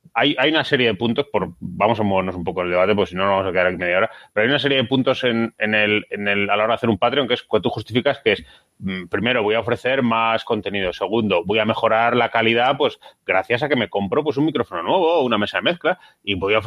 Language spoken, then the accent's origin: Spanish; Spain; Pero aparte, somos españoles y somos jugones.